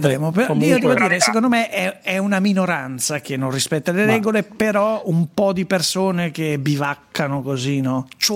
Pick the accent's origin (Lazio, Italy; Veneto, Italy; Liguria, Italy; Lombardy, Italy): Lombardy, Italy; Sesto San Giovanni; io sono di Sesto San Giovanni, che è l'Alto Milanese.